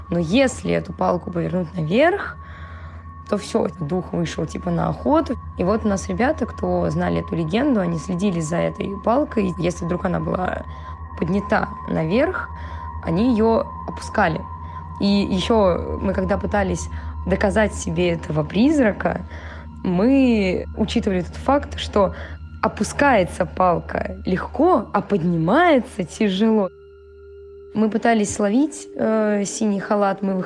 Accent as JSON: {"language": "Russian", "town": "Novocheboksarsk", "region": "Chuvashia", "country": "Russia", "tie": "born or raised there", "said": "Я из Новочебоксарска, и у нас в новочебоксарской школе была такая легенда про синий халат."}